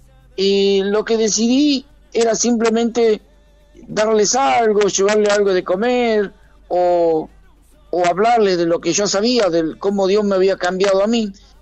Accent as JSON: {"language": "Spanish", "town": "Indio Rico", "region": "Buenos Aires Province", "country": "Argentina", "tie": "born or raised there", "said": "yo vine de mi pueblo, de Indio Rico, vine a estudiar al partido de Merlo"}